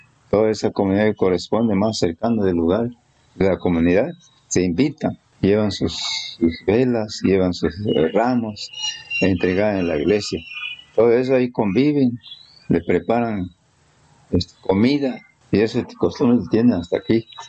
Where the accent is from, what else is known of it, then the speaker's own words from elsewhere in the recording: Chiapa de Corzo, Chiapas, Mexico; Ahora ya somos chiapacorteños, ya no somos de Chiapulango, ¿no? Somos de Chiapa.